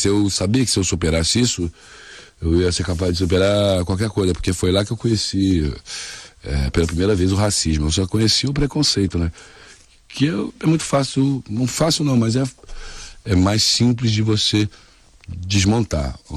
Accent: Brazil; Porque você olhar pra mim, você não vai dizer que eu sou brasileiro, entendeu?

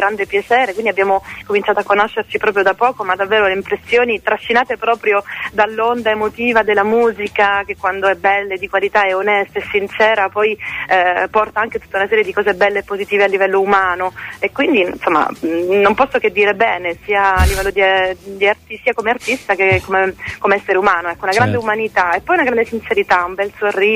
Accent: Sicily, Italy; poi sono siciliana, sono del sud, quindi l'idea di venire nel nord-est sotto zero un po' mi...

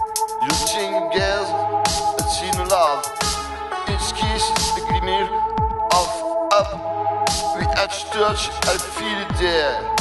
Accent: France; English is a second language; And I'm sorry for my accent, because I'm French.

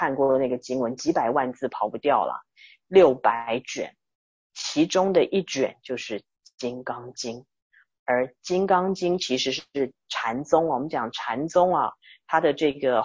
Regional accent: China; 那就是我们中国人所讲的万法归一

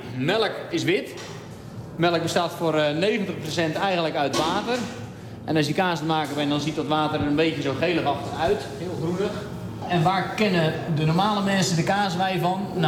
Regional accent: Zoeterwoude, South Holland, Netherlands; uit Zoeterwoude. Ik ben kaasboer op ons familiebedrijf.

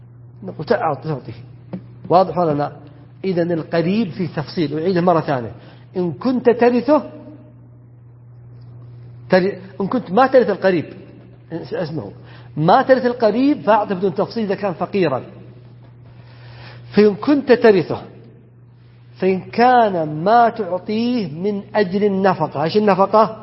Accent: south, Saudi Arabia; موجود عندنا في الجنوب بخصوصا، وقد يكون في الشمال أيضا

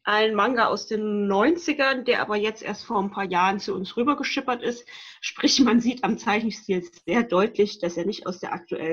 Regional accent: Rhineland, Germany; ich komme aus dem Rheinland.

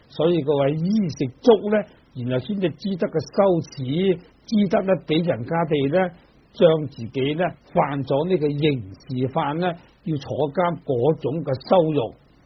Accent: China; 尤其是我们中国人啊，很多那些迷信的

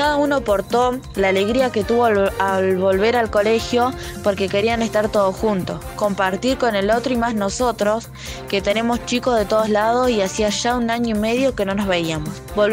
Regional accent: Victorica, La Pampa, Argentina; soy de Victorica

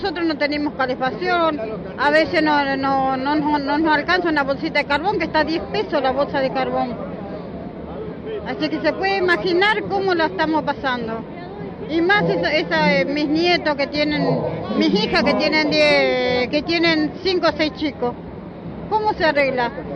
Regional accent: La Matanza, Buenos Aires Province, Argentina; yo soy de Matanza, en un barrio humilde, donde la mayoría no tienen su casa, su vivienda digna como tenemos que tener.

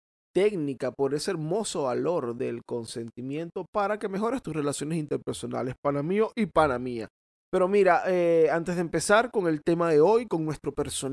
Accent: Dominican Republic; como decimos allá en mi país, vale, en la hermosa República Dominicana.

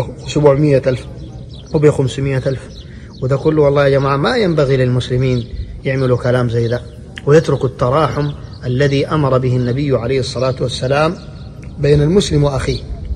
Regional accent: Sudan; نحن كسودانيين أهل كرم وأهل وفاء وأهل رحمة

